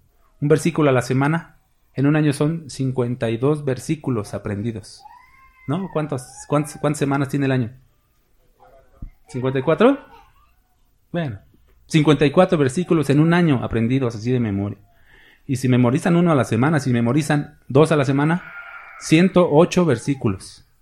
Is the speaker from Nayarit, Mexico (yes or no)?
no; Mexico City, Mexico; sepan que soy chilango, mis hermanos